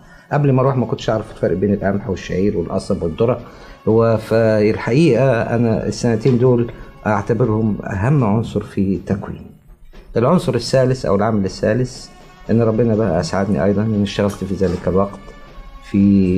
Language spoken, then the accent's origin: Arabic; Cairo, Cairo Governorate, Egypt; وأنا من أهل القاهرة وعمري ما رحت الريف